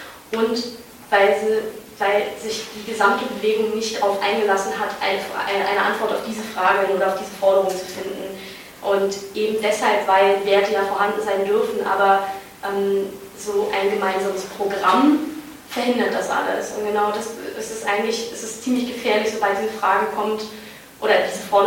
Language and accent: German; Berlin, Germany; now in Vienna, Austria; ich bin Berlinerin und studiere in Wien